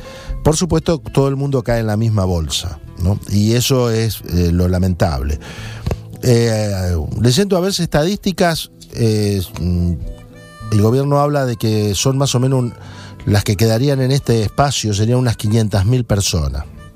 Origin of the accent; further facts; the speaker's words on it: Argentina; Somos argentinos, lo relacionan al gaucho argentino.